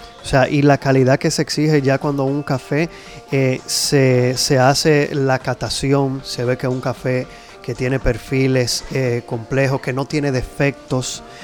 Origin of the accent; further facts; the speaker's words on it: Dominican Republic; Creo, como todo dominicano